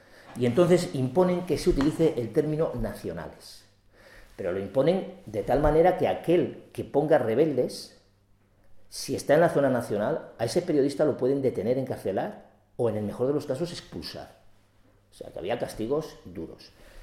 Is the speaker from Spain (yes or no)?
yes; Spain; Los nacionales somos los españoles.